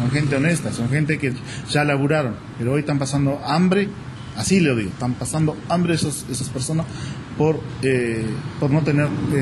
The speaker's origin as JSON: {"language": "Spanish", "region": "Artigas", "country": "Uruguay", "said": "como ciudadano uruguayo, ciudadano artiguense, te duele."}